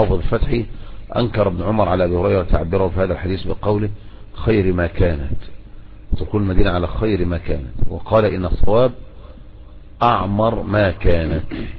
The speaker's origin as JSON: {"language": "Arabic", "country": "Egypt", "said": "لكن عندنا في مصر نقول بس يعني عن الكلام"}